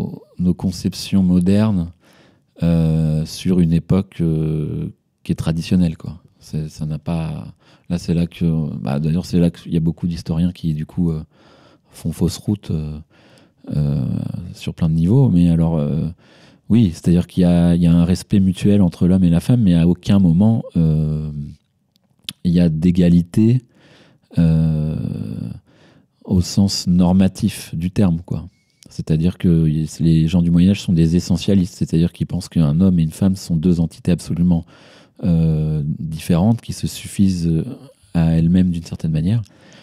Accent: France; parce que je suis français, donc j'ai pris l'histoire de France.

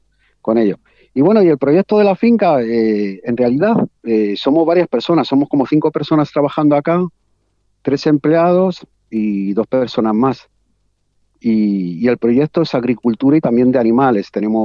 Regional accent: Spain; moved away as an adult; now in Mendoza, Argentina; yo soy español, nosotros en Europa ya consumíamos, allí se llama bio, ya consumíamos bio. Entonces, cuando llegamos acá a Mendoza, que llegamos ahí en el 2009

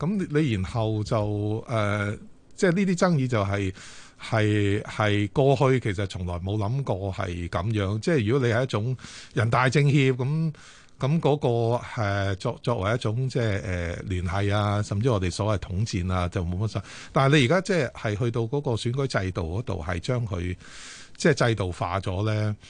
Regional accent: Guangdong, China; now in Hong Kong; 我係廣東人，我都唔知道有一個咁嘅會

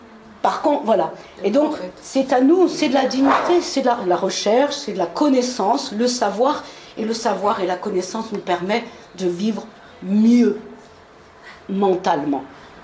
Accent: France; born there; Moi, je suis née en France.

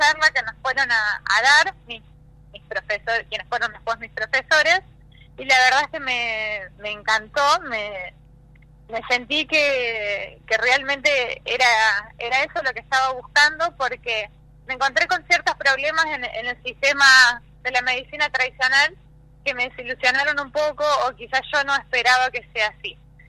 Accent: Córdoba, Argentina; born there; now in Buenos Aires, Argentina; nací en Córdoba, y estudié en Buenos Aires durante 10 años

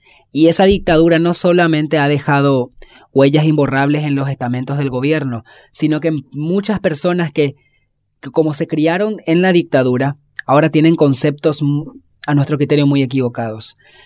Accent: Asunción, Paraguay; soy de Asunción, Paraguay

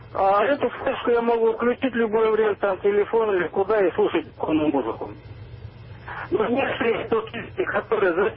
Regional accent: Kemerovo, Kemerovo Oblast, Russia; Ну, монах, значит, я тоже Сибирь, из Кемерово я.

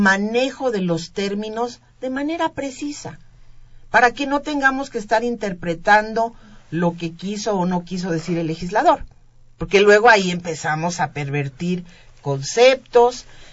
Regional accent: Colima, Mexico; born there; yo soy una persona de cuna pobre. Yo nací en Colima, soy hija, la décima hija, en donde, bueno, una familia de 10 y soy la décima

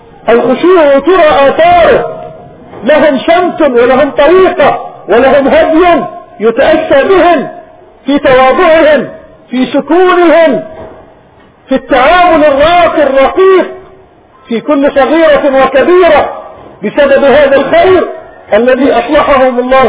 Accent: Palestine; وهؤلاء جماعة من بلادنا فلسطين من جماعيل في منطقة نابلس.

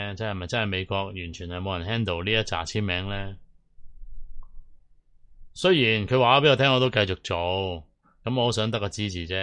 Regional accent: Hong Kong; 對呢啲曾經偷過我哋香港人錢嘅人

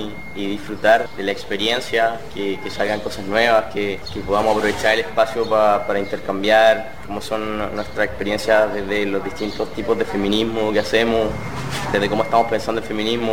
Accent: Chile; vengo de Chile

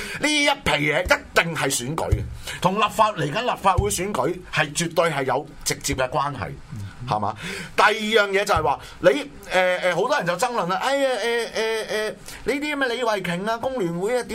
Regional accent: Hong Kong; 全部系嚟自我哋香港人嘅钱嚟噶嘛？

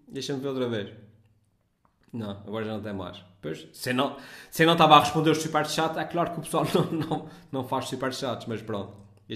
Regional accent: Azores, Portugal; accent: Micaelense; Até porque acho que a minha pronúncia é perceptível, e se entrasse em ficção nacional, obviamente que eu tentava falar ainda mais assim, de uma forma mais perceptível. Mas pronto, os gajos dobram a nossa pronúncia, vêm filmar para os Açores e dobram a pronúncia dos micalenses.

